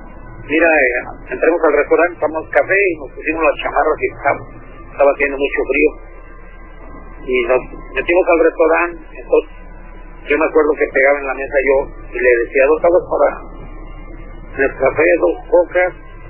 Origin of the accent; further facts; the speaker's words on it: Mexico City, Mexico; now in Baja California, Mexico; Tengo 17 años radicando aquí en Baja California.